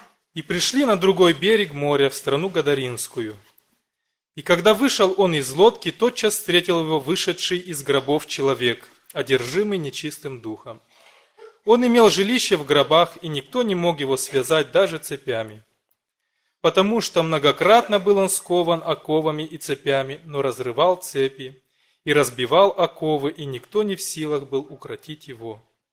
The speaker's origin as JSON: {"language": "Russian", "town": "Hincesti", "region": "Hîncești District", "country": "Moldova", "said": "я из Молдавии, церковь маленького городка Хинчешты, бывший Котовский."}